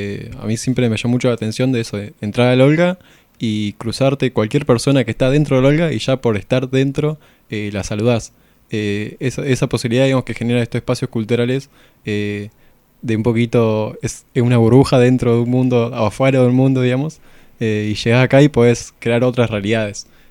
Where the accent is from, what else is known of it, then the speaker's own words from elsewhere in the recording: Trelew, Chubut, Argentina; Yo también vengo de Trelew, de Chubut, viendo el sur.